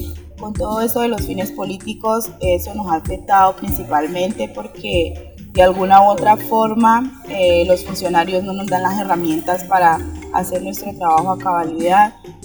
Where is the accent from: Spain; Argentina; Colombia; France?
Colombia; Roberto Payán, Nariño; vengo del municipio de Roberto Payán